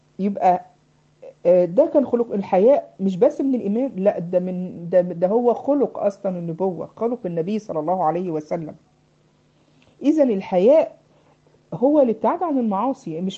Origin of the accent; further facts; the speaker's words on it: Egypt; عامل زي عندنا في مصر يسموه البشكير